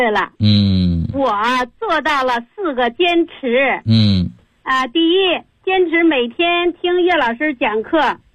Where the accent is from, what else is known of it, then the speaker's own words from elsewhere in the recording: Beijing, China; 我来自北京，今年73岁。